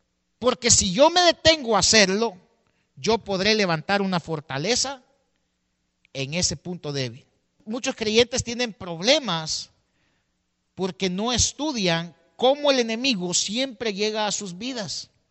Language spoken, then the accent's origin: Spanish; El Salvador; La mayoría aquí somos salvadoreños y tal vez usted vivió la guerra